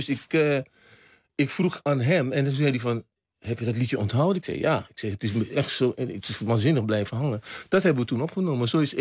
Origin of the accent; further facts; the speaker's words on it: Moengo, Marowijne, Suriname; Ik kom uit Mungo.